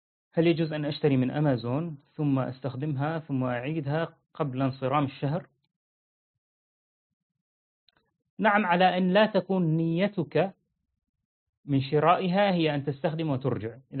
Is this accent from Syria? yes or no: yes; Syria; أنا سوري، جنسيتي يعني فرحان جدا بجنسية بشار الأسد